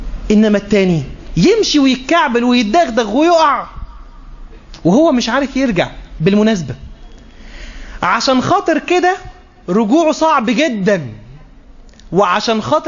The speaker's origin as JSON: {"language": "Arabic", "country": "Egypt", "said": "بمعنى عندنا في مصر بيقولوا ايه، الترتيب للشغل ها اهم من الشغل"}